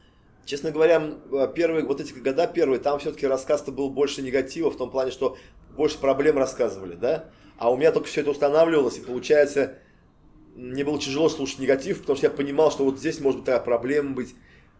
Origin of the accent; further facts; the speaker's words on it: Kazan, Tatarstan, Russia; я из Казани. Я еще не был в республике, я же в республике стал через год